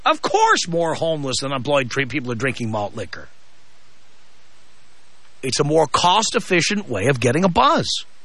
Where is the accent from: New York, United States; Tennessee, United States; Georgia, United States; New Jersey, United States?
New York, United States; New York City; Well, can I tell you why that is? I grew up in the South Bronx.